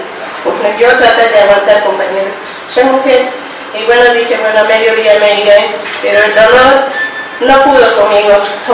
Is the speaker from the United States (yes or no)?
no; Bolivia; soy inmigrante boliviana.